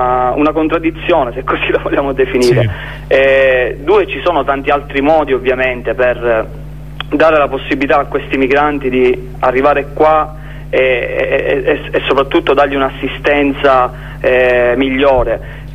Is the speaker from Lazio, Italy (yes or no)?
no; Noto, Sicily, Italy; nel paesino qua vicino a dove abito io sono di Noto, Pachino